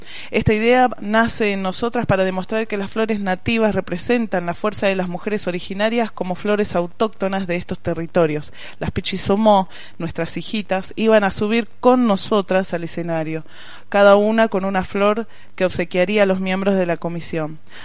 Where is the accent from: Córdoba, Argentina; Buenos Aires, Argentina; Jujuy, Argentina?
Buenos Aires, Argentina; now in Junín, Argentina; un dato importante para compartir es que soy nacida y criada en Capital Federal.